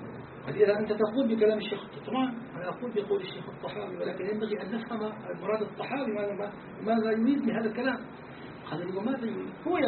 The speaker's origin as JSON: {"language": "Arabic", "town": "Damascus", "region": "Damascus Governorate", "country": "Syria", "said": "من دمشق أشعري العقيدة جلازيري الطريقة"}